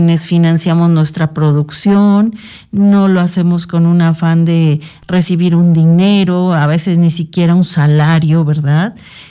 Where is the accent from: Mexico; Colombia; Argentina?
Mexico; otra formación que nos genere identidad, como en este caso como mexicanos.